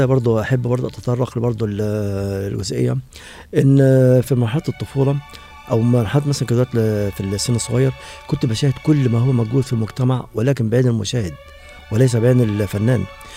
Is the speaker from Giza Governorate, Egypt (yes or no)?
no; Faiyum Governorate, Egypt; born there; من مواليد محافظة الفيوم 1958. نشأت في أسرة من الطبقة المتوسطة،